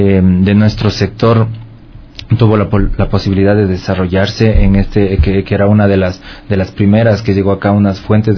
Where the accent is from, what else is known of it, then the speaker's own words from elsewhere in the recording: Quito, Pichincha, Ecuador; porque eso es lo que somos los quiteños, ¿no? Nos gusta ser alegres, fiesteros, farreros